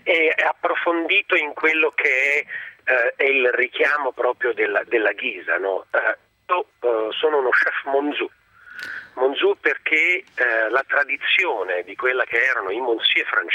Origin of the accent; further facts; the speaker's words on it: Naples, Campania, Italy; Sì, da buon napoletano, sai, nella vita succede sempre di tutto.